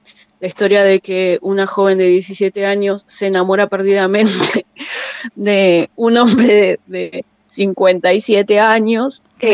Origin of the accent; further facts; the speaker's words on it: Mar del Plata, Buenos Aires Province, Argentina; born there; Yo soy lafkenche, nací en Mar del Plata